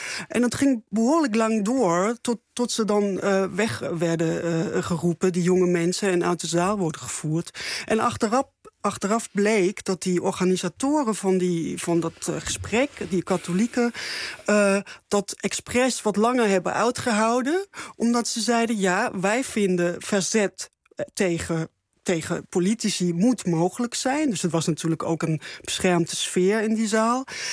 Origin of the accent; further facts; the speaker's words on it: Erfurt, Thuringia, Germany; Dutch is a second language; In Erfurt, dat is de stad in Thüringen waar ik ben opgegroeid. Een hele mooie stad in het oosten van Duitsland.